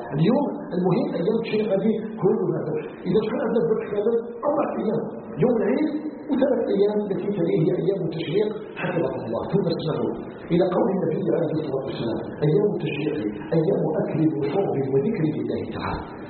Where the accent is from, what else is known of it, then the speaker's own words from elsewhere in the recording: Algeria; أن يجعل بلادنا الجزائر آمنا مطمئنا